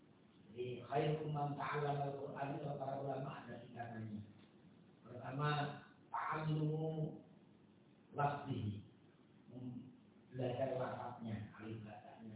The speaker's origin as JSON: {"language": "Indonesian", "town": "Polokarto", "region": "Central Java", "country": "Indonesia", "said": "tapi sebenarnya saya dari Bimbing, Polokarto, Sukoharjo."}